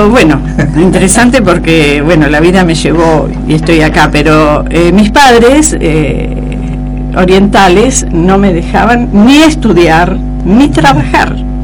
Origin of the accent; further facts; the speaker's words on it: El Bolsón, Río Negro, Argentina; se instalaron y bueno, con mis hermanos, y después nací yo. Y me crié acá en Bolsón.